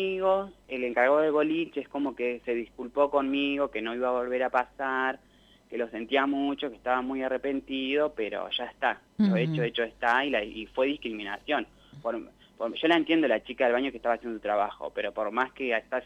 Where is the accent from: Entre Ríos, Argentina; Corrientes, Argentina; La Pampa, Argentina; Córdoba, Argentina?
La Pampa, Argentina; Santa Rosa; Sí, yo soy de acá.